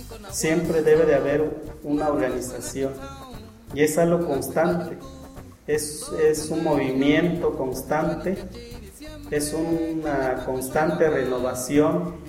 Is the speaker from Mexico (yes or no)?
yes; Guerrero, Mexico; first language Amuzgo; Spanish is a second language; yo hablo, la musgo es mi lengua materna. Y para poder comunicar algunas ideas que yo tengo, tuve que aprender a hablar en español.